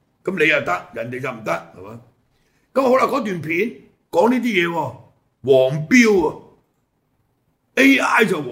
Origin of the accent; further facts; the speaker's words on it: Hong Kong; 即係我哋香港人嚟講啦，相隔差唔多30年